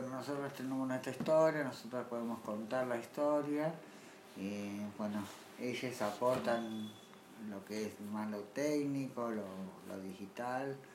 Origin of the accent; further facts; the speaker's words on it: Tigre, Buenos Aires Province, Argentina; born there; Bueno, nací en Tigre, bueno, hacemos como una mini historia